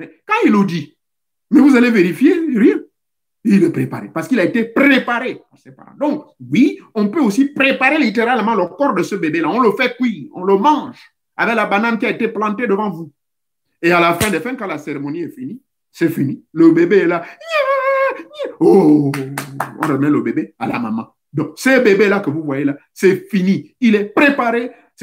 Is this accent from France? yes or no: no; Gabon; Ça existe chez nous au Gabon.